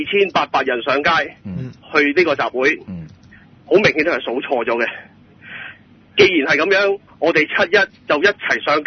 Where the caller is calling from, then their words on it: Hong Kong; 系咁样就咁我嚟自香港啦，咁啊好似冇人喺香港打电话嚟